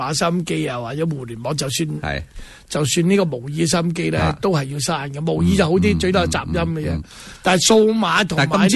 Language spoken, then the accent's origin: Chinese; Hong Kong; 我们作为香港人呢，就是作为一个传媒工作者呢